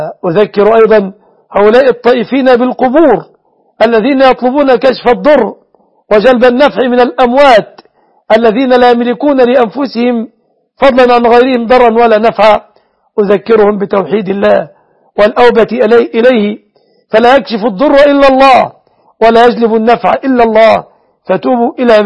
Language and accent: Arabic; Egypt; أسأل الله أن يحفظ بلادنا مصر وسوريا وسائر بلاد